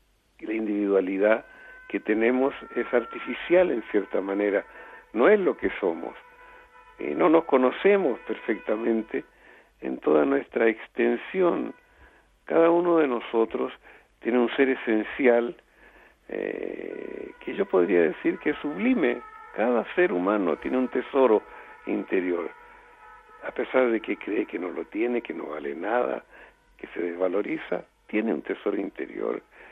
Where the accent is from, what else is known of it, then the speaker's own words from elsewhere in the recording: Chile; moved away; corté a todos y me fui 40 años de Chile. Y dije, volveré cuando me inviten y sea conocido. Y después de 40 años me invitaron y volví a Chile